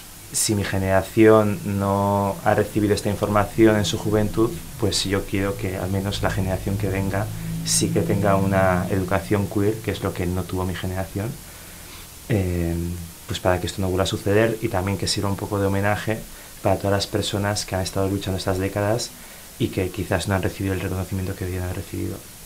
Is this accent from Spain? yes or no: yes; San Sebastián, Basque Country, Spain; Yo soy de Donostiarra